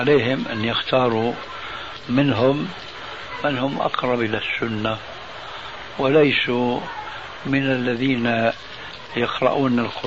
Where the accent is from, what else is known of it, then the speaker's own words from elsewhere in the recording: Syria; الفاتحة التي تقرأ في كل ركعة من الصلوات الخمس عندنا في سوريا وغيرها